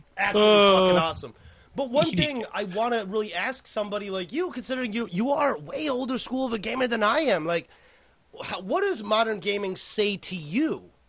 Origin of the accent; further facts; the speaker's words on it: South Korea; born there; English is a second language; So for me, I'm not from this country. I was born in Korea.